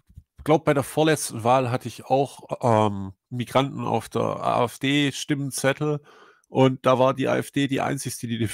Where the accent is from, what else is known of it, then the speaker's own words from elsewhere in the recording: Argentina; Aber tatsächlich sind wir aus Argentinien.